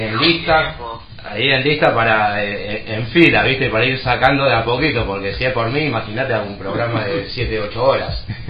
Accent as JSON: {"language": "Spanish", "town": "Lanús", "region": "Buenos Aires Province", "country": "Argentina", "said": "En todos lados, acá estamos cerca, nosotros somos de Lanús, de Gerli, estamos a pasos y somos como del barrio"}